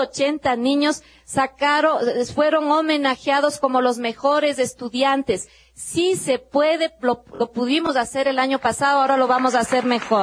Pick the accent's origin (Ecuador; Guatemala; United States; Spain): Ecuador; como sociedad ecuatoriana tenemos que avanzar más.